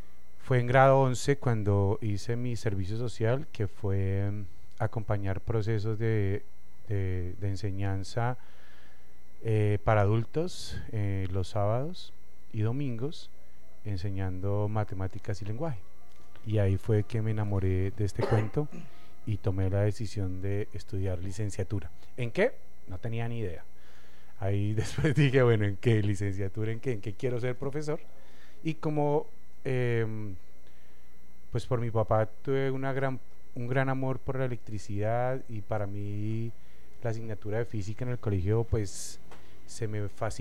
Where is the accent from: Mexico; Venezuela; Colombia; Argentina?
Colombia; Bogotá; Pero sí, no. Yo soy Rolo de Bogotá, no, el otro no.